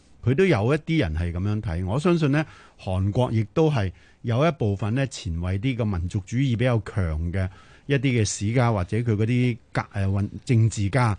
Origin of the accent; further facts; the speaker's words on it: China; 呢个我哋中国人睇起上嚟